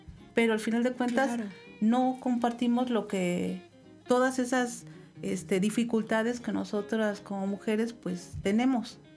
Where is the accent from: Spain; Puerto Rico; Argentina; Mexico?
Mexico; Tuxpan; De hecho, yo soy originaria de Tuxpan y esta sería la tercera que llevo allá